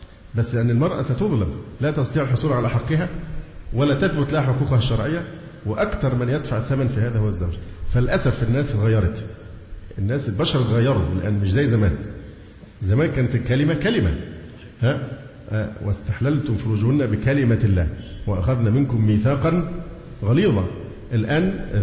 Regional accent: Egypt; والعنوسة عندنا في مصر أصبحت رقم مذهل مذهل

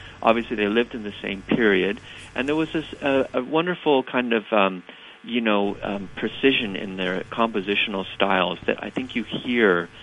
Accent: Canada; and myself, being Canadian

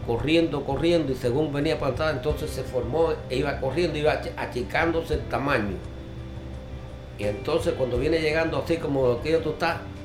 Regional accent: Santa Clara, Villa Clara, Cuba; Yo soy de Santa Clara.

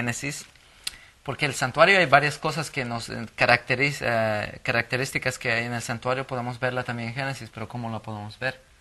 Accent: Bolivia; soy originario de Bolivia, Sudamérica, y gracias a Dios ha sido una bendición estar aquí en este diferente país

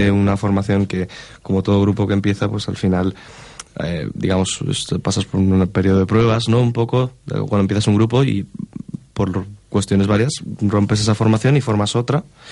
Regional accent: Valencia, Valencian Community, Spain; yo soy el único español de pura cepa que hay. Soy nacido aquí en Valencia de toda la vida.

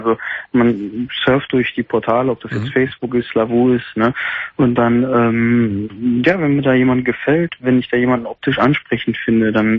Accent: Gelsenkirchen, North Rhine-Westphalia, Germany; ich komme eigentlich aus Gelsenkirchen, aber ich bin heute mal in Gladbach

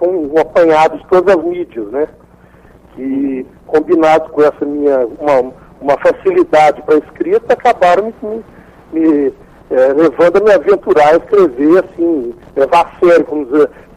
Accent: Belo Horizonte, Minas Gerais, Brazil; Sou de Belo Horizonte.

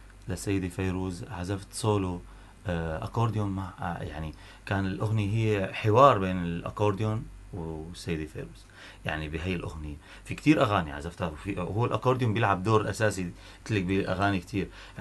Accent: Tartus, Tartus Governorate, Syria; انا يعني الى هيك وقع عندي كوني انا ابن طرطوس بالاخير

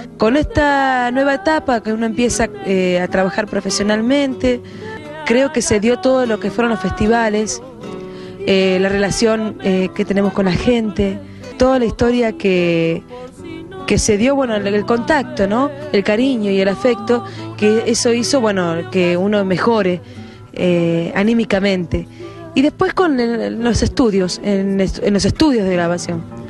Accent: Coronel Brandsen, Buenos Aires Province, Argentina; Vengo de Coronel Bransen, es provincia de Buenos Aires, bonaerense, lo digo de ley, ¿no? Porque estoy muy orgullosa de serlo

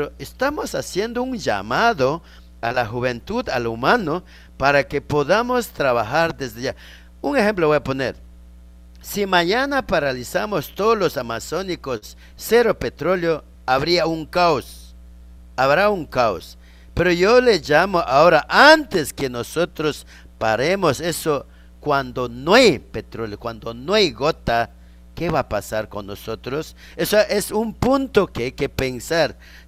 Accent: Ecuador; Si somos ecuatorianos, ¿por qué no nos vamos a escuchar?

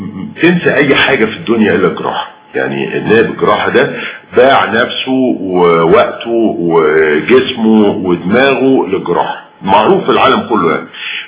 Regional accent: Cairo, Cairo Governorate, Egypt; انا ما رحتش اسوان غير مرتين للأسف، وبالتالي فانا ابن القاهرة

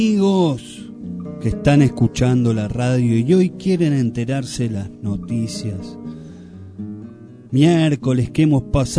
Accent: Argentina; nos ha aglomerado a todos como argentinos, como madera, ciudadanos de esta gran patria

